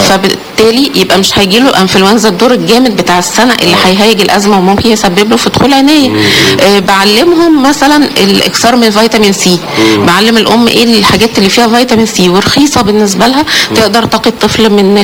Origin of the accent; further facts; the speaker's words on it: Alexandria, Alexandria Governorate, Egypt; حشره الفراش من الاسباب الرئيسيه هنا عندنا في اسكندريه عشان الرطوبه وجو ساحلي مليان رطوبه